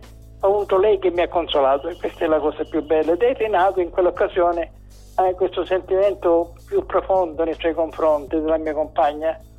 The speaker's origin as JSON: {"language": "Italian", "region": "Sicily", "country": "Italy", "said": "c'è una procedura di un tempo da noi, dalle nostre parti, specialmente in Sicilia"}